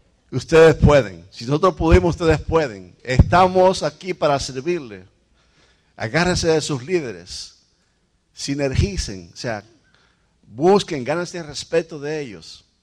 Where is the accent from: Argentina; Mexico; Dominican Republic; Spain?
Dominican Republic; Nuestro país, República Dominicana. ¿Sabes lo que vamos a hacer? Vamos a ir donde ella nació y donde yo nací, a llevar a nuestros hijos.